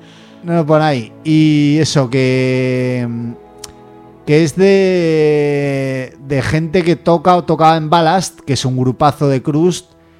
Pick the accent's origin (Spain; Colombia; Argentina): Spain; moved away; Como saben que soy español, me vienen a hablar español y se me olvida.